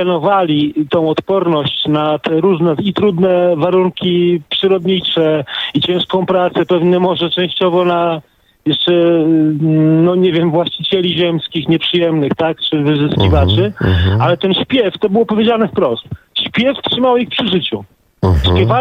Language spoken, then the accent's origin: Polish; Gdańsk, Pomeranian Voivodeship, Poland; bo ja jestem z Gdańska.